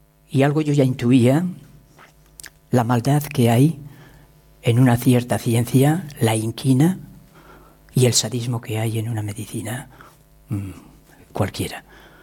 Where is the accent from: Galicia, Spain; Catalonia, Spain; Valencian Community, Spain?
Catalonia, Spain; Yo soy profundamente español y profundamente catalán y profundamente europeo y profundamente americano